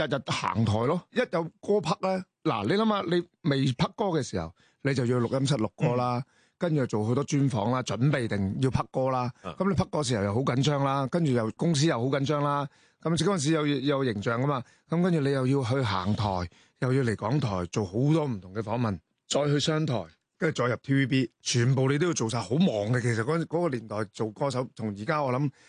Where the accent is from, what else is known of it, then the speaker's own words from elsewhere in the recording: Macau; 即係我16號就會喺澳門做，即係今次翻我家鄉就做一場